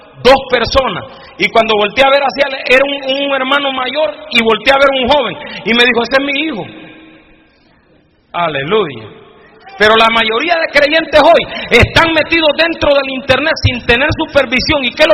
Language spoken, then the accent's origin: Spanish; Honduras; cuando llegaban los evangelistas a la iglesia donde yo me convertí, en mi país, en Honduras